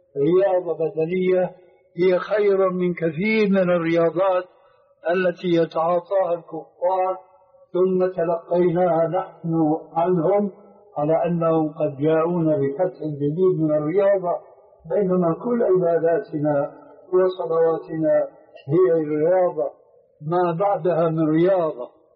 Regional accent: Syria; يقولون: عندنا في سوريا كالحرجون في حيوان البرية

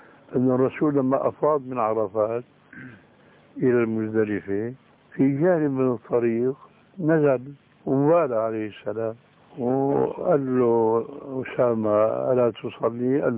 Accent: Syria; فوجئت بسمع صوت البوق، بسموه عندنا بالشام برزان

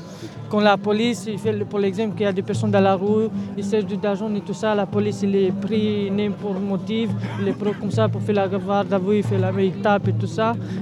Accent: Romania; French is a second language; moved away as an adult; now in France; je suis en France depuis 4 ans. Et je suis ici, j'ai arrivé ici, j'ai fini ma école en Roumanie, j'ai arrivé ici pour travailler

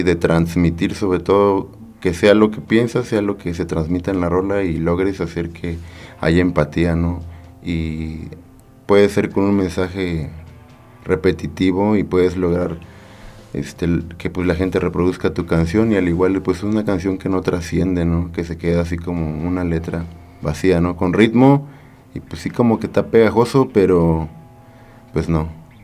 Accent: Veracruz, Mexico; now in Querétaro, Mexico; Yo soy originario de Veracruz, soy nacido en Veracruz, llegué a Querétaro por primera vez como en 2001, después me regresé, después volví a llegar y ya como por el 2004 me quedé y ya no me fui, y aquí me quedé.

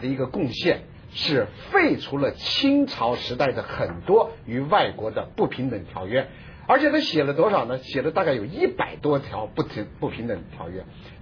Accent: China; 我们在内地长大的人呢，小时候呢都是

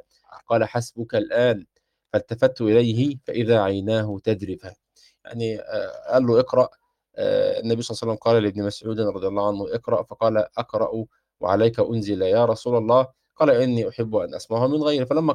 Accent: Egypt; فيما نسميه عندنا في مصر الشبشب

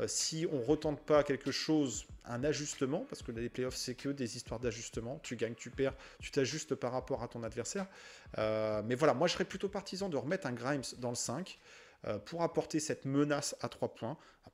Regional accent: France; même si on aimerait en tant que Français le voir starter

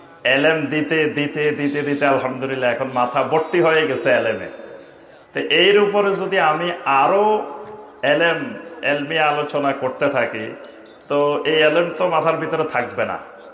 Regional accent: Feni, Chittagong Division, Bangladesh; আমরা নোয়াখালীর মানুষ, বৃহত্তর নোয়াখালীর মানুষ, আমরা তো আসলে ফেনীর মানুষ

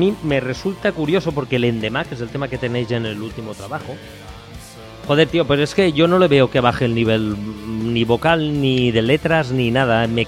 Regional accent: Valencian Community, Spain; Aunque yo soy valenciano

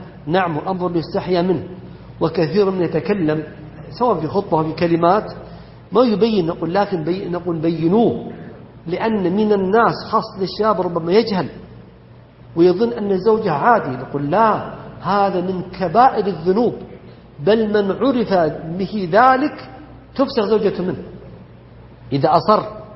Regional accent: Saudi Arabia; ومما يذكر فيحمد أن بلدنا المملكة العربية السعودية أنها ردت ذلك

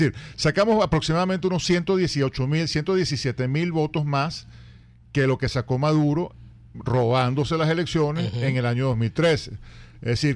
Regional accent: Venezuela; nos tenemos que felicitar como venezolanos por lo que pasó ayer, ¿no?

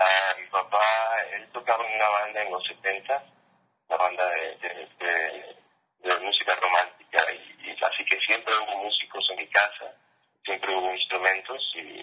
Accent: Ecuador; Yo crecí en Ecuador, en Sudamérica, y mis influencias son diferentes al resto de la banda.

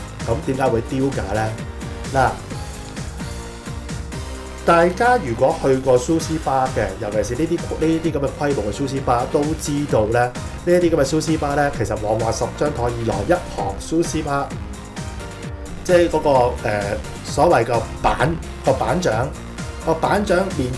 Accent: Hong Kong; 佢哋衰啲講句啦，即係同我哋香港人講嗰啲啫

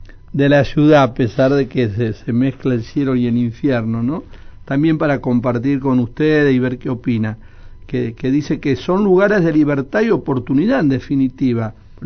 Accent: Buenos Aires, Argentina; yo soy porteño de alma, nací en San Cristóbal. Me encanta Buenos Aires

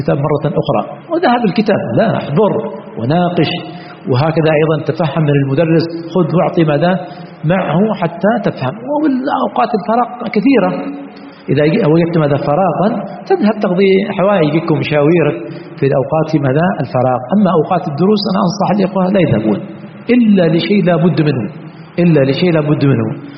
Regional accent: Yemen; فإذا قلت يعني سطر على الشمال، هذه كلمة عندنا في اليمن تعني أن ما في شيء

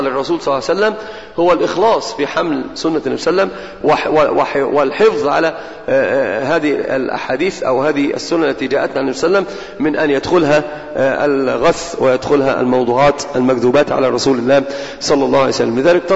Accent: Egypt; ومثال عندنا في مصر مشتعل مشتهر جدا

